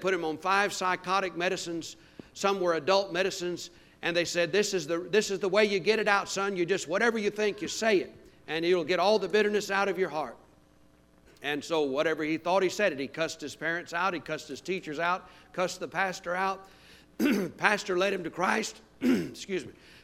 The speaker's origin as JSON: {"language": "English", "region": "Louisiana", "country": "United States", "tie": "born or raised there", "said": "I was raised Catholic down in Louisiana"}